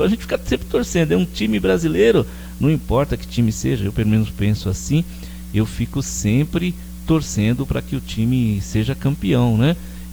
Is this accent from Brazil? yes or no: yes; Brazil; Primeiro que a gente é brasileiro, claro, né?